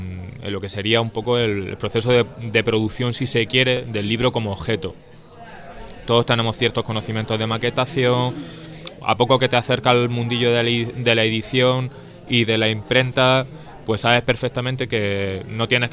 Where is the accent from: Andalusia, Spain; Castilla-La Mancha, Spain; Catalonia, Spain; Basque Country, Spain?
Andalusia, Spain; Jaén; yo particularmente soy de Jaén. Jaén es una zona de Andalucía predominantemente marxista a nivel histórico